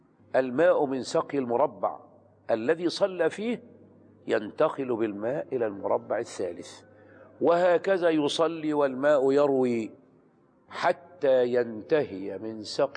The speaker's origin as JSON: {"language": "Arabic", "region": "Qalyubia", "country": "Egypt", "tie": "born or raised there", "said": "علمت عن واحد من الصالحين كان من الفلاحين في بلدتنا، يعني في مصر في القليوبية"}